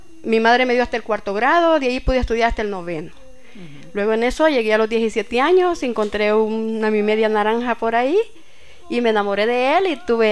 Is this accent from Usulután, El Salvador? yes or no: no; Sensuntepeque, Cabañas, El Salvador; born there; Nací en Sensuntepeque.